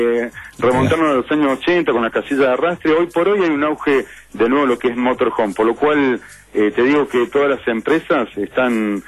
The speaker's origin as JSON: {"language": "Spanish", "region": "Córdoba", "country": "Argentina", "said": "No, porque justamente estás hablando con alguien que no es nacido criado acá, soy más bien de Córdoba."}